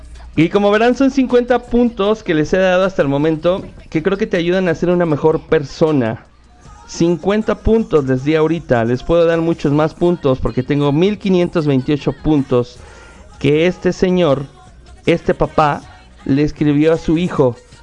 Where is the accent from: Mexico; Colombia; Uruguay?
Mexico; a final del día somos mexicanos.